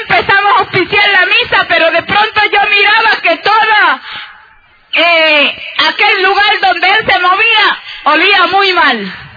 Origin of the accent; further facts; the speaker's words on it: Moca, Puerto Rico; also born or lived in San Sebastián; mis padres para ese entonces vivían en Moca. Desde que yo tengo, yo creo que nosotros salimos de San Sebastián como a una edad, quizás yo tendría 4 o 5 años.